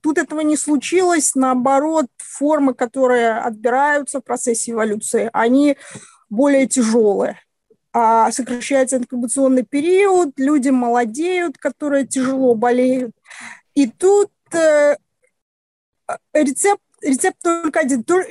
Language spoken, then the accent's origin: Russian; Belarus; Я очень огорчена, как белоруска, я очень огорчена тем, что произошло в Беларуси.